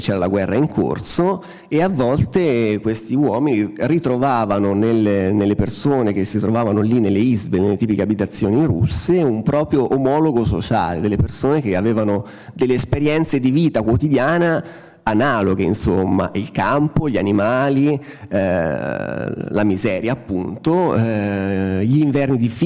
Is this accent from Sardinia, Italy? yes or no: no; Umbria, Italy; io vengo dall'Umbria, chiaramente una regione agricola per eccellenza